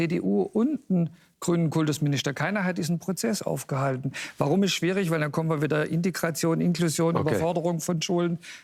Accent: East Germany, Germany; die ich mir wünsche als Ostdeutscher.

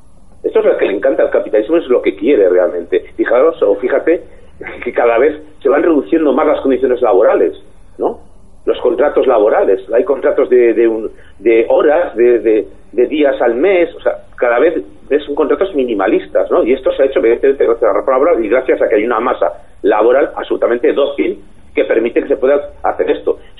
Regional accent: Spain

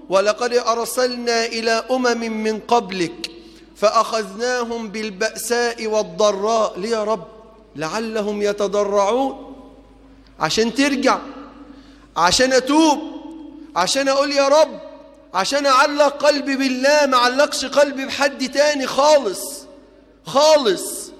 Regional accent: Egypt; أسأل الله في هذا المقام ألا يحرم بلدنا مصر نعمة جريان نهر النيل.

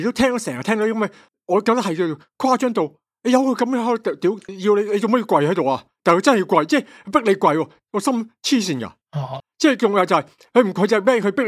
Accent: Hong Kong; 讲到嗨，我哋香港人系绝对，我系开咗更嗨嘅。

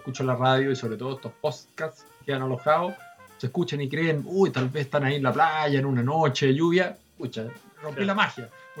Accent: Chile; en buen chileno, como chileno, nosotros cuando vemos una persona

